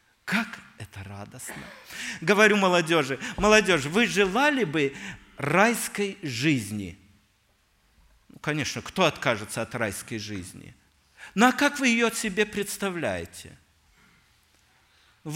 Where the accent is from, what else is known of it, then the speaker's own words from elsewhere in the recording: Omsk Oblast, Russia; я вырос в Сибири, в Омской области, это мой земляк